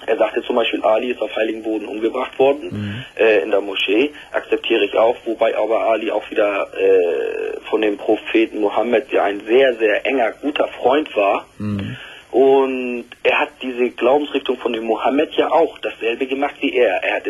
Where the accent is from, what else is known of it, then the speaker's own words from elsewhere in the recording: Turkey; German is a second language; now in Germany; ich bin Sunnit, ich bin Türke, ich bin dort geboren, 20 Jahre hier in Deutschland, meine Frau ist auch noch Kurdin dazu.